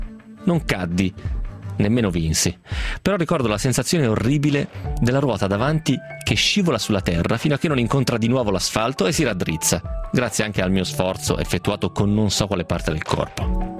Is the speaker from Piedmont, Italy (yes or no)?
yes; Romentino, Piedmont, Italy; passando proprio per il mio di paese, per Romentino. Noi eravamo dei 14enni senza troppe pretese